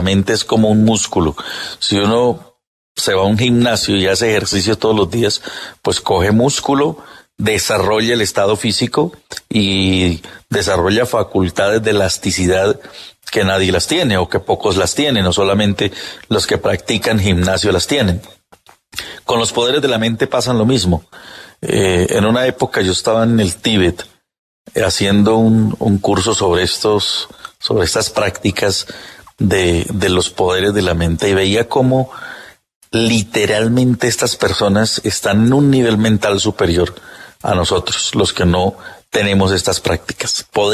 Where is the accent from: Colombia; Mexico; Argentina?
Colombia; Huila; Qué bueno tener oyentes desde mi tierra, en el departamento del Huila.